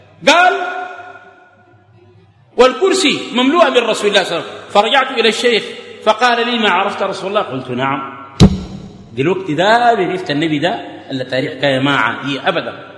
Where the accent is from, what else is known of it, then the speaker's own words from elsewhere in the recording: Atbara, River Nile, Sudan; هناك عندنا في عطبرة داير مناظرة في العرش